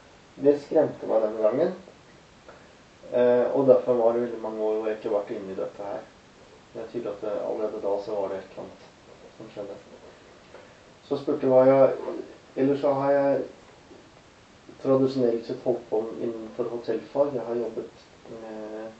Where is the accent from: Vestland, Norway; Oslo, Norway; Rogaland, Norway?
Oslo, Norway; Og jeg har vokst opp i Oslo.